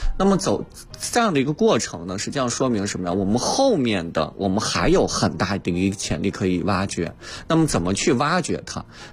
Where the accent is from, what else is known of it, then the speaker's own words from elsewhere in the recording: Baotou, Inner Mongolia, China; 我家乡呢，我是来自内蒙古包头市的，我是家乡的是工业重镇